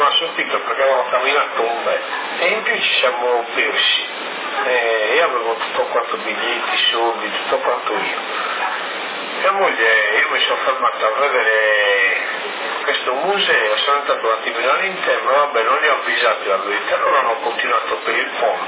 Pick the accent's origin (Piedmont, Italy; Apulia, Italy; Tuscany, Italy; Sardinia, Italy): Sardinia, Italy; mi ha detto ma tu sei sardo? E ho detto sì.